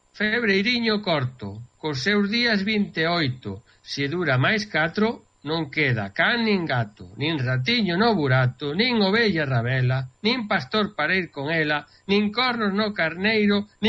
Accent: Galicia, Spain; now in New Jersey, United States; os galegos, eu quero lle moito, son galego

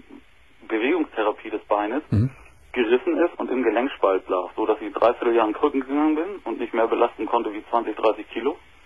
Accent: Germany; ich bin Deutscher.

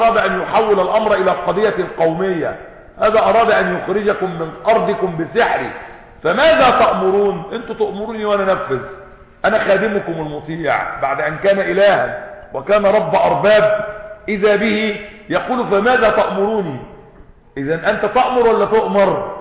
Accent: Egypt; احنا مصريين وعارفين يعني الديرو غطاء

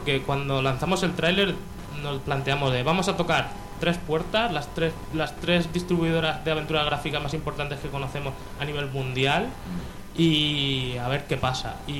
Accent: Elche, Valencian Community, Spain; bueno, nosotros somos de Elche

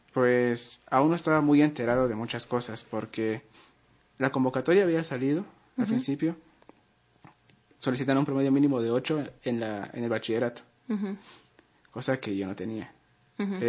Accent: Guatemala; si iba a decir que ya tengo un certificado que soy de Guatemala, no me iban a hacer el examen

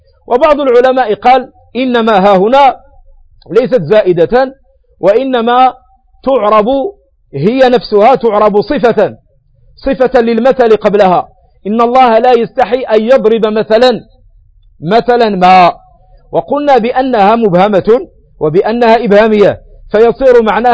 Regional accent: Morocco; وتسمى وتدعى عندنا في المغرب بالناموسة

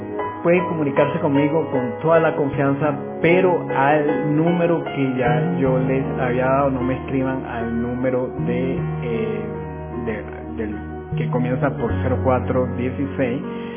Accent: Chacao, Miranda, Venezuela; que somos parte ya de Caracas. Aunque no somos Caracas, somos del estado Miranda

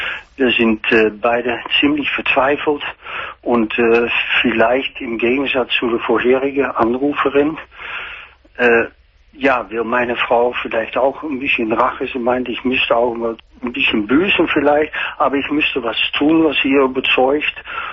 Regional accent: Netherlands; German is a second language; Ich bin Niederländer.

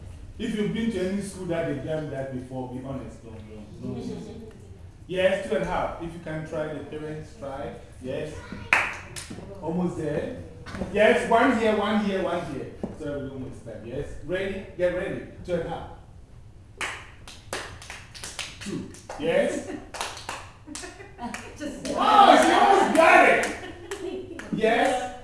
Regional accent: Ghana; Now I am from Ghana.

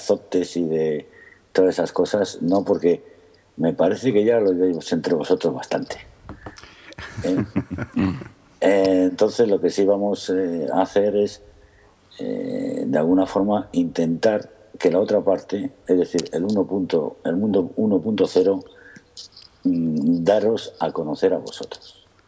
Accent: Spain; Como soy español, me gusta mucho el coñac

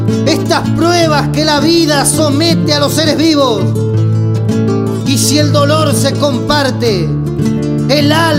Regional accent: Entre Ríos, Argentina; also born or lived in Santiago del Estero; Soy santiagueño, señores, pero me crié en Entre Ríos y aquí estoy para lo que gusten.

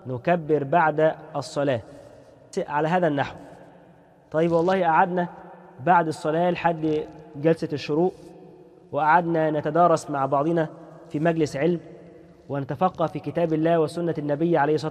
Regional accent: Egypt; خصوصا احنا عندنا كمصريين بنحب التهنئة في أي مناسبة

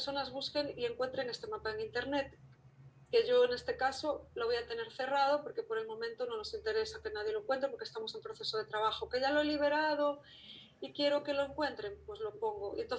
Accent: Galicia, Spain; first language Galician; Spanish is a second language; perdón que lo tengo en lengua gallega porque es la lengua, mi lengua madre

